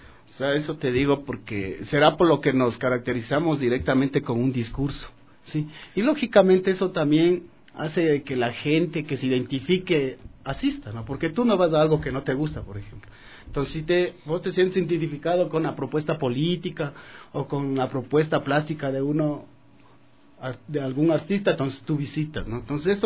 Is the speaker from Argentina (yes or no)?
no; Riobamba, Chimborazo, Ecuador; he expuesto lógicamente en mi tierra en Riobamba